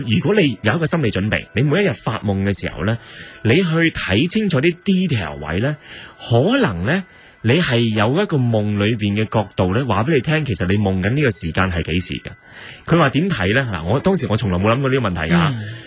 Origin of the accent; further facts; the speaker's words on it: China; 同我哋中国人可能有少少唔同咧